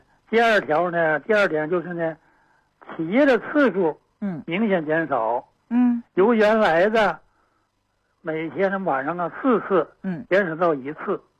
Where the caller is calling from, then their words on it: Qiqihar, Heilongjiang, China; 我是齐齐哈尔的。